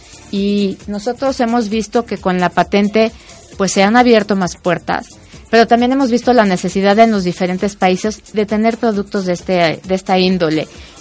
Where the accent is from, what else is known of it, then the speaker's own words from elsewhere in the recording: Mexico; Yo soy una mexicana terrenal, como cualquiera